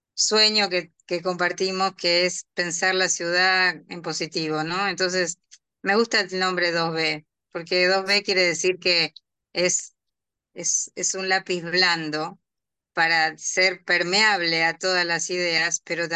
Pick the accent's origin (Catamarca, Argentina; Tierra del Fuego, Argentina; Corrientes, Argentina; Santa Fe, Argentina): Santa Fe, Argentina; Casilda; also born or lived in Rosario; En realidad soy de Casilda, una ciudad cercana